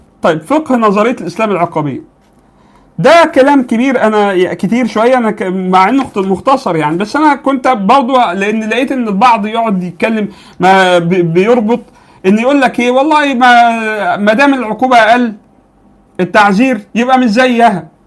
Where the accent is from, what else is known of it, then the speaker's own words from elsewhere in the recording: Egypt; عندنا في مصر